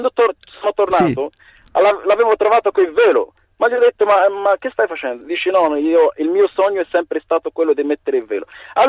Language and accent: Italian; Morocco; Italian is a second language; anch'io sono del Marocco.